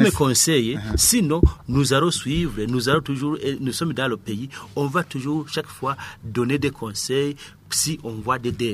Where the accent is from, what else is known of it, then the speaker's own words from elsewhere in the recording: Burundi; Mais puisque nous restons ici au Burundi, nous sommes des Burundais, nous sommes concernés.